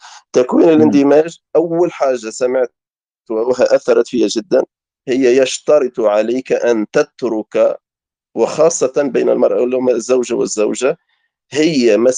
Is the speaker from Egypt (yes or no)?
no; Tunisia; now in France; هو تربى هنا في فرنسا يا أخي، وأنا تربيت في تونس